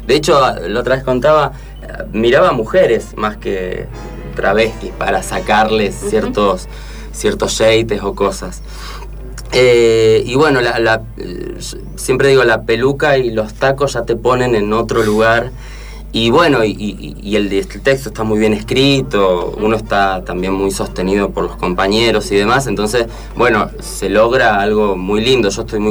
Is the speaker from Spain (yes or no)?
no; Mendoza, Argentina; also born or lived in Rosario; soy, bueno, mitad rosarino, mitad mendocino.